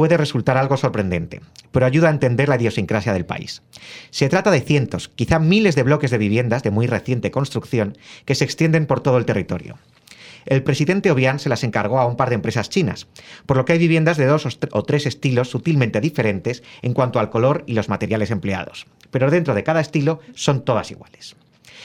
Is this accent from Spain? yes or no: yes; Spain; Y a mí lo que me pasó al llegar a Guinea, como español, es que por un lado me sentí en casa